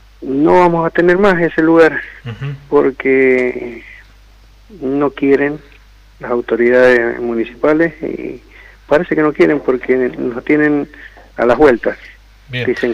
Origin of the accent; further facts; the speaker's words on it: Godoy Cruz, Mendoza, Argentina; Yo soy de Godoy Cruz, quedo fuera.